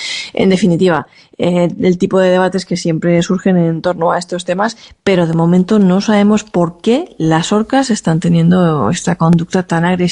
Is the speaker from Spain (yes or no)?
yes; Monforte, Spain; en mi pueblo, en Monforte, decir, hacemos romería, que cada uno tira para su tierra